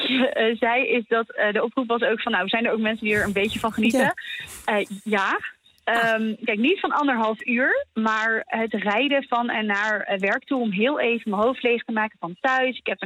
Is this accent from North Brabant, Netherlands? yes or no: yes; Sleeuwijk, North Brabant, Netherlands; Ik kom uit Sleewijk, ik werk in Capelle in Rotterdam.